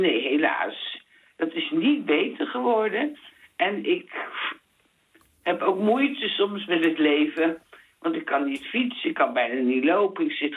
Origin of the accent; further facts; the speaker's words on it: 's-Hertogenbosch, North Brabant, Netherlands; born there; now in Rotterdam, Netherlands; Ik ben geboren in Den Bosch.